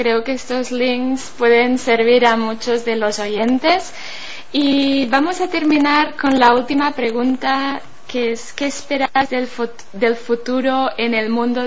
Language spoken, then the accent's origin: Spanish; Berga, Catalonia, Spain; una canción tradicional de aquí, de mi pueblo, de Berga